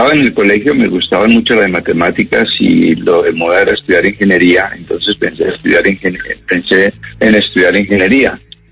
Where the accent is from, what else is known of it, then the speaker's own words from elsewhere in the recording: Bogotá, Bogotá Capital District, Colombia; also born or lived in London; now in Cali, Colombia; yo no soy de Cali. Yo soy bogotano, a la puro bogotano como tú.